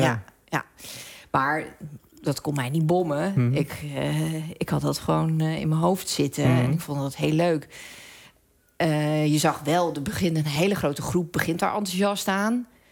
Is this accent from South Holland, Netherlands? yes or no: yes; Hendrik-Ido-Ambacht, South Holland, Netherlands; Ik ben opgegroeid in Hendrik Ido Ambacht.